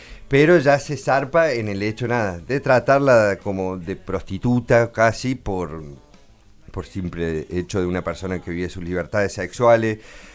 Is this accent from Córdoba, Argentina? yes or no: yes; Córdoba, Argentina; y lo critico yo siendo cordobés